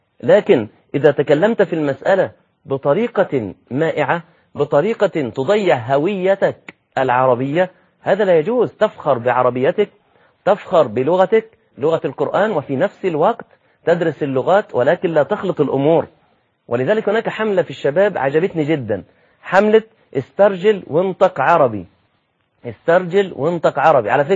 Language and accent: Arabic; Egypt; نعم أنت دي لغتك وده المتعرف عليه في بلدك زي عندنا في مصر